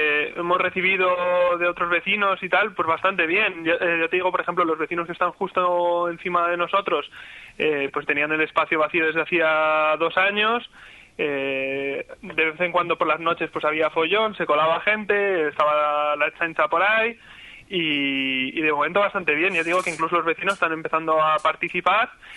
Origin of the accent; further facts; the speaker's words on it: Madrid, Community of Madrid, Spain; Yo vengo de Madrid, y bueno, ahora me había mudado